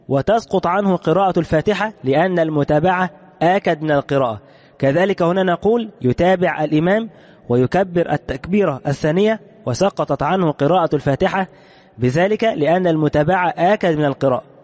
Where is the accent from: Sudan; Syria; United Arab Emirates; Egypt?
Egypt; خصوصا عندنا في مصر هنا